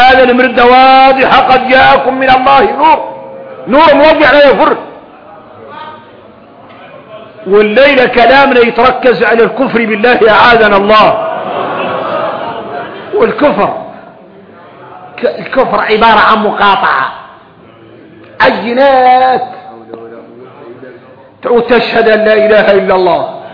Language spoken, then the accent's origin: Arabic; Mauritania; ثم تعرفوا ان احنا موريتاني